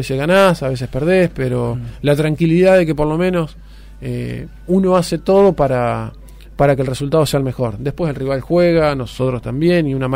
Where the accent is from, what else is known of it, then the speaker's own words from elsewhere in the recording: Río Tala, Buenos Aires Province, Argentina; yo me crié en Río Tala.